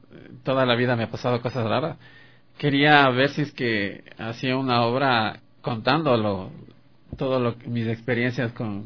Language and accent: Spanish; Quito, Pichincha, Ecuador; born there; Sí, yo nací aquí en Quito.